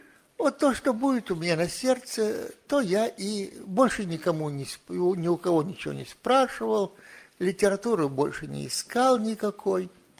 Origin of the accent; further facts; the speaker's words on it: Saint Petersburg, Russia; Ну, я вырос в Ленинграде